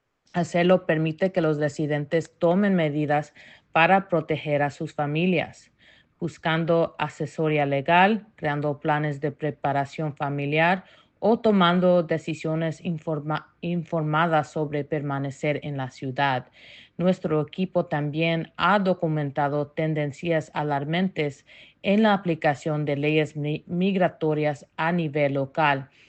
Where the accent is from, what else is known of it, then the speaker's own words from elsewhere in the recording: Santa Ana, California, United States; Como residente de toda la vida de Santa Ana, que fue testigo de operativos migratorias en el vecindario a donde yo crecí en Mini Street, una comunidad vibrante de latinos y camboyanos, hablo desde la experiencia vivida.